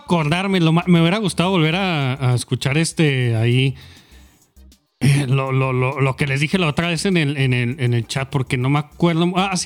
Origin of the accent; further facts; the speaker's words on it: Mexico; como mexicano soy un poco más cínico al respecto